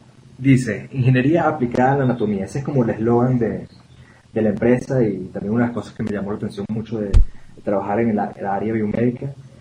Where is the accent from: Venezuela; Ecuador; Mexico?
Venezuela; yo soy venezolano. Y de hecho vengo de una pequeña isla del Caribe venezolana y yo tiendo a hablar muy rápido